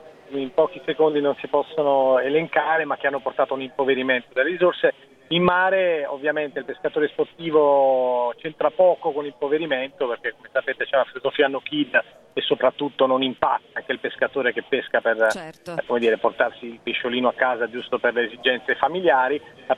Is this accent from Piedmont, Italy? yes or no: no; Naples, Campania, Italy; essendo napoletano e persona di mare, che però, come dire, sverna in Sardegna quando può